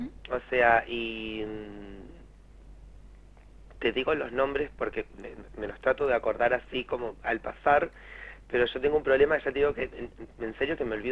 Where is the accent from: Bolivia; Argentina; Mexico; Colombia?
Argentina; Buenos Aires; now in Santa Rosa, Argentina; cuando yo me vengo de Buenos Aires, Santa Rosa estaba como muy quietito en un montón de cosas. Y cuando yo me vengo a La Pampa